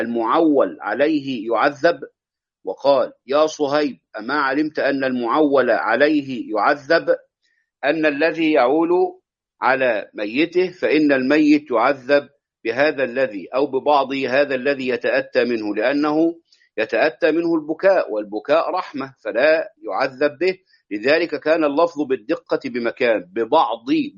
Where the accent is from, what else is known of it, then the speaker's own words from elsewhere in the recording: Egypt; هذا يحدث عندنا في مصر، لا أدري إن كان هذا يكون في بلدان أخرى أم لا.